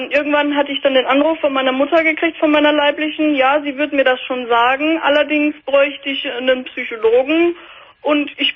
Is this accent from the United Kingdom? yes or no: no; Austria; now in Germany; hatte auch schon in Deutschland gelebt, weil ich bin ursprünglich aus Österreich.